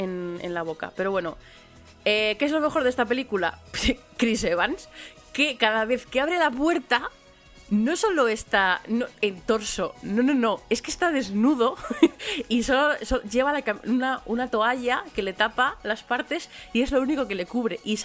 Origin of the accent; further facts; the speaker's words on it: Madrid, Community of Madrid, Spain; yo soy muy laísta, que soy madrileña